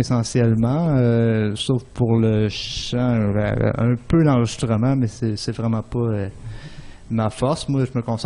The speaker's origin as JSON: {"language": "French", "town": "Victoriaville", "region": "Quebec", "country": "Canada", "said": "Victoriaville."}